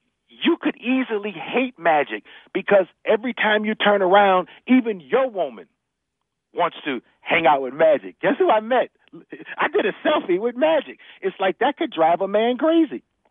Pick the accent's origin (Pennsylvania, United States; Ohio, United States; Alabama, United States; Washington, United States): Ohio, United States; Cleveland; I'm from Cleveland, and for me, that's a sign that you know who I am.